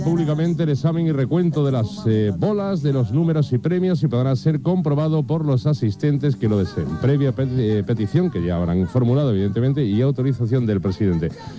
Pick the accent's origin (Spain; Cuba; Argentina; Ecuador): Spain; Seville, Andalusia; Los sevillanos somos los andaluces que más dinero gastamos en la lotería de Navidad después de los malagueños.